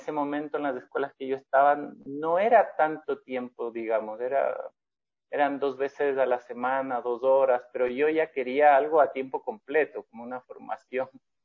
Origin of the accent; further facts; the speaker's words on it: Ecuador; ella es chilena, yo soy ecuatoriano. En el 2010, me parece